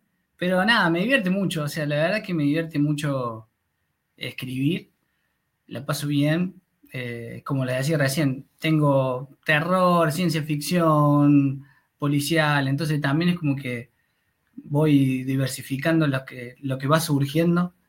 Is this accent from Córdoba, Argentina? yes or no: yes; Córdoba, Argentina; un poco porque soy de Córdoba